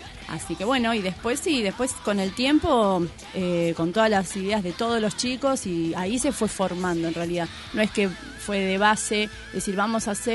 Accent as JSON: {"language": "Spanish", "town": "Mar del Plata", "region": "Buenos Aires Province", "country": "Argentina", "said": "yo soy de Mar del Plata, tengo buenos amigos en Mar del Plata."}